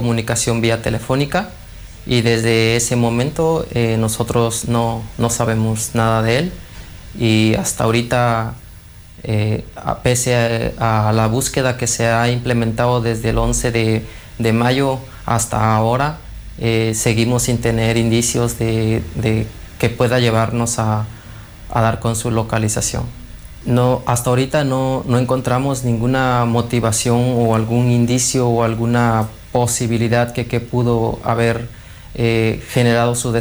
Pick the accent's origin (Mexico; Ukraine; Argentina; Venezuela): Mexico; Tehuantepec, Oaxaca; soy originario de Tehuantepec, del estado de Oaxaca, en México